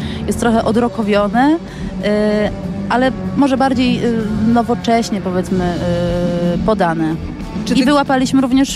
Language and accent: Polish; Poznań, Greater Poland Voivodeship, Poland; to jest zespół z Poznania, a ja jestem poznanianką